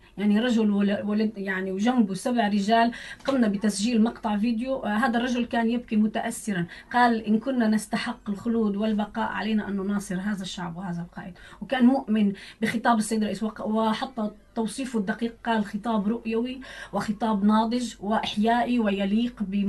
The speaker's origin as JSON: {"language": "Arabic", "country": "Syria", "said": "بيسالك من وين؟ ما انا من سوريا"}